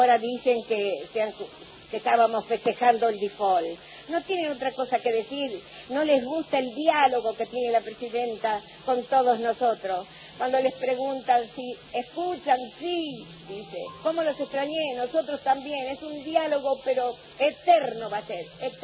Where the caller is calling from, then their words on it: San Justo, Buenos Aires Province, Argentina; de San Justo.